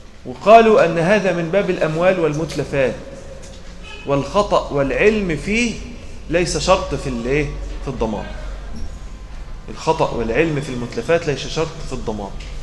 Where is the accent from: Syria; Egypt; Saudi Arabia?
Egypt; فاحنا كمصريين اخلاقنا كريمه شويه، وايديهم ايدينا يعني بحبحه شويه